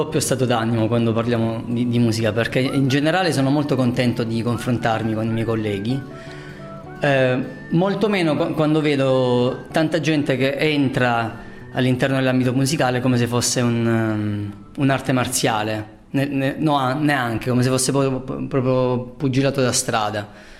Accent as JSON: {"language": "Italian", "town": "Taranto", "region": "Apulia", "country": "Italy", "said": "per me che sono tarantino"}